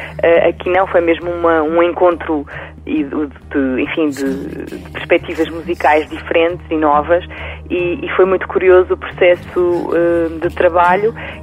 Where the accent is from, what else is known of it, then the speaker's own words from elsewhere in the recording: Portugal; pois, mas eu sou portuguesa, não sou espanhola